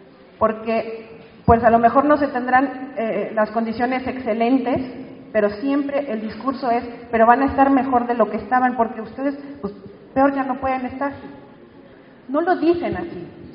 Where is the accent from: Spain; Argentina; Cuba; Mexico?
Mexico; San Luis Potosí; porque yo, aunque soy de San Luis Potosí, no estoy en viviendo en Cerro de San Pedro.